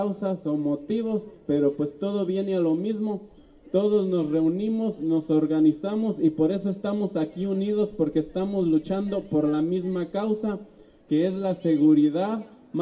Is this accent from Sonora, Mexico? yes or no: no; Santa Clara del Cobre, Michoacán, Mexico; Venimos del municipio de Santa Clara del Cobre